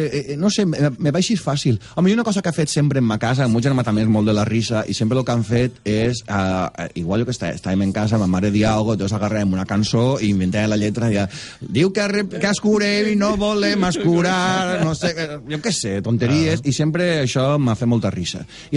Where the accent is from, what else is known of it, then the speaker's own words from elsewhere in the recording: Sueca, Valencian Community, Spain; Jo soc de Sueca, som mentalitat arrossera, conservadora i superàvit, superàvit.